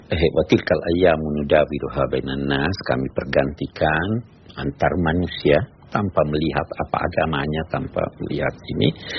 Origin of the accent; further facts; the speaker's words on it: South Sulawesi, Indonesia; Saya di kampung saya di Sulawesi Selatan ada peribahasa